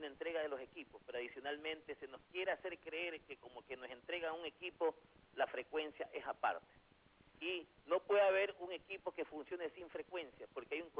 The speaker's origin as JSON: {"language": "Spanish", "town": "Guayaquil", "region": "Guayas", "country": "Ecuador", "tie": "born or raised there", "said": "como guayaquileño, y obviamente de corazón y de nacimiento"}